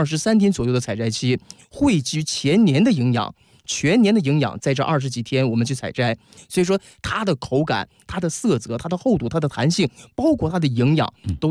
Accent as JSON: {"language": "Chinese", "region": "Northeast China", "country": "China", "said": "我们作为北方人，我们东北人来说是不吃的"}